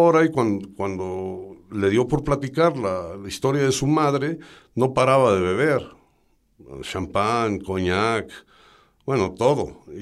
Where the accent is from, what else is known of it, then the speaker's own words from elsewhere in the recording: Mexico; porque como buen mexicano, pues no sé, yo vi el horario